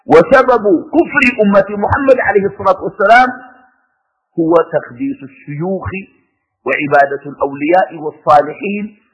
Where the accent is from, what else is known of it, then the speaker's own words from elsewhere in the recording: Sudan; وعندنا في السودان أسوأ من هذه الممارسة